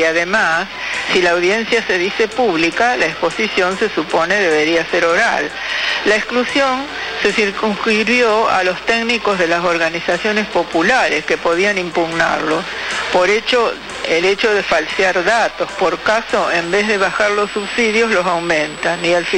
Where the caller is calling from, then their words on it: Congreso, Buenos Aires, Argentina; de Congreso.